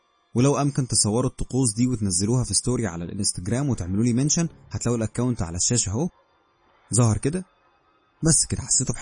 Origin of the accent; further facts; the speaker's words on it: Cairo, Cairo Governorate, Egypt; now in Giza, Egypt; من القاهرة، عندي 23 سنة.